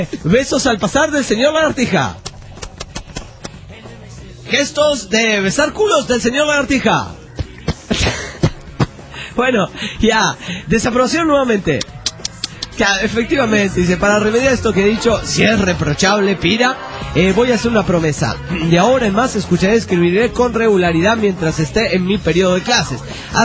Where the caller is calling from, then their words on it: Panama; de Panamá.